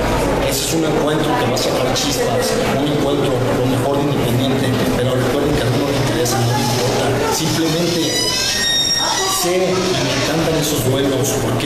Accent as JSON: {"language": "Spanish", "region": "Jalisco", "country": "Mexico", "said": "simplemente en Guadalajara, en mi tierra, grábenselo bien, mi tierra, pero no mi pueblo, soy de tan Jalisco"}